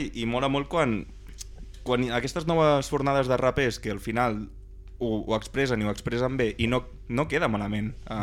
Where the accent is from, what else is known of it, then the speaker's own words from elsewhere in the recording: Barberà del Vallès, Catalonia, Spain; Bé, com que som de Barberà, doncs algunes coses aprenem a vegades.